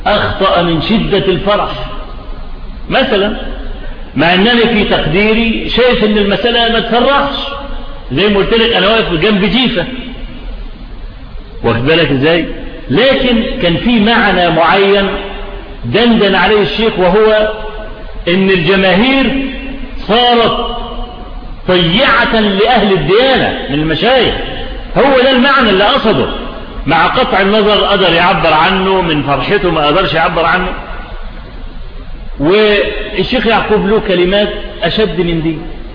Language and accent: Arabic; Egypt; ان الفضائيات عندنا في مصر فتحت تونس